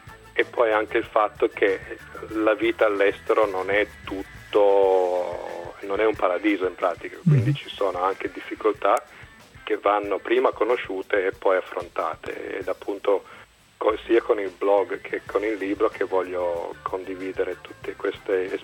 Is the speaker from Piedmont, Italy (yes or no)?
yes; Borgo San Dalmazzo, Piedmont, Italy; moved away as an adult; also born or lived in England; Io sono partito da Borgo San Dalmazzo, provincia di Cuneo, sono cresciuto lì, poi a 19 anni sono andato a studiare in Inghilterra all'università, mi è piaciuta un sacco, quindi sono rimasto lì in Inghilterra per 10 anni